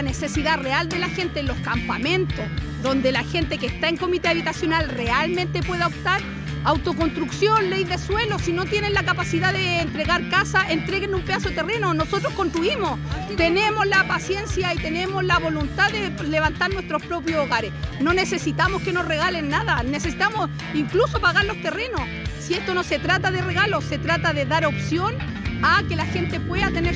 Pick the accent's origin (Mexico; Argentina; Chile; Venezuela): Chile; como chilenos merecemos vivir de una manera digna.